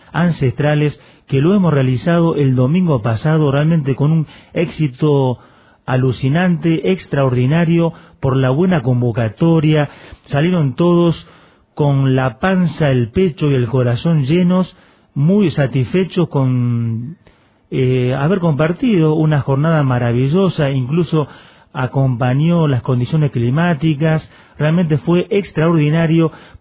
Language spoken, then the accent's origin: Spanish; Vila, Santa Fe, Argentina; a mi pueblo natal Vila, en la provincia de Santa Fe